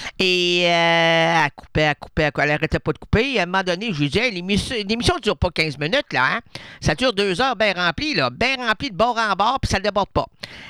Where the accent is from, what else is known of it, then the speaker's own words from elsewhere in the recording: Quebec City, Quebec, Canada; born there; Je suis né à Québec.